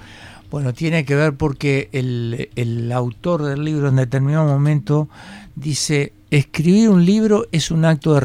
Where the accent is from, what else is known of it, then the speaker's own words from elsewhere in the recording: Montevideo, Uruguay; yo nací acá en Montevideo, pero yo soy fruto de la modernidad. Entonces, yo me crié jugando con bolitas